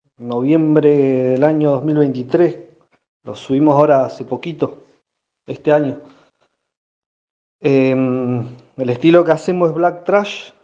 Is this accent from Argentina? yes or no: yes; Villa Regina, Río Negro, Argentina; Somos de acá, de Villa Regina, Río Negro, Norte Patagonia, Argentina.